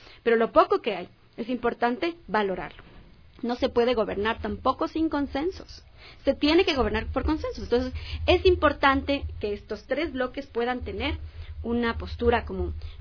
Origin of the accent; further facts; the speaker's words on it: Ecuador; los pagamos todos los ecuatorianos, pues.